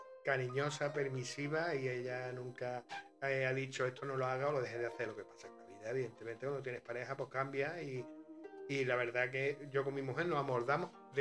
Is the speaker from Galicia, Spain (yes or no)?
no; Antequera, Andalusia, Spain; born there; Y yo nací, bueno, nací en Antequera